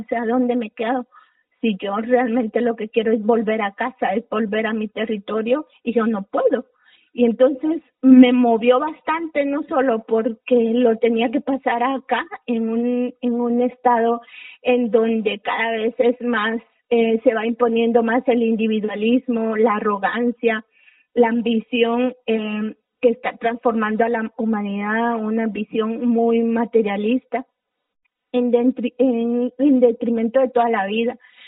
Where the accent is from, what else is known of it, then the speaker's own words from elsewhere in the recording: Guatemala; pensar en cómo lo iba a tomar el Estado de Guatemala, cómo iba a actuar contra mi pueblo